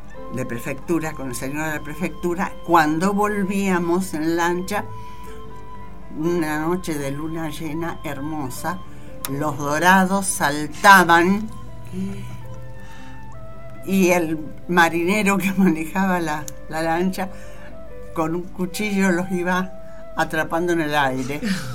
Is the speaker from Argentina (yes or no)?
yes; Romang, Santa Fe, Argentina; also born or lived in Buenos Aires; me crié, viví mi niñez, mi juventud en Román. Pueblo ahora está hermoso. Era hermoso antes porque era el pueblo que quería